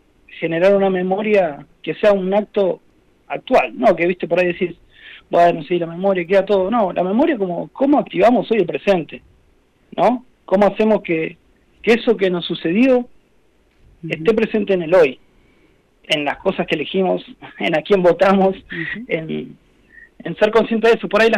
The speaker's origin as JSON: {"language": "Spanish", "town": "Trenque Lauquen", "region": "Buenos Aires Province", "country": "Argentina", "also_born_or_lived": "La Plata", "said": "yo no soy de La Pampa, yo soy de Trenquelau, que después me fui a estudiar a La Plata"}